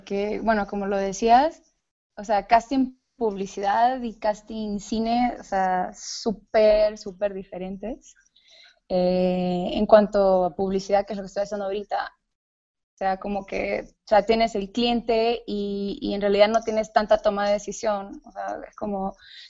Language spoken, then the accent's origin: Spanish; Honduras; pues soy hondureña, creo que ya sabías eso. Así que si de repente se me sale acento, trata de controlarlo un poco, pero yo en realidad estudié administración de empresas en Honduras